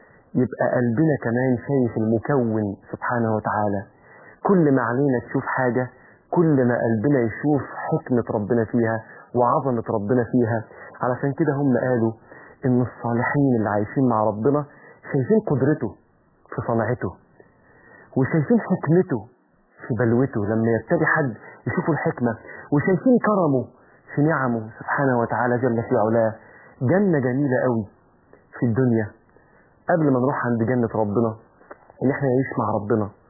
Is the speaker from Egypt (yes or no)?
yes; Egypt; إن أنا جزء منه كان في بلدنا مصر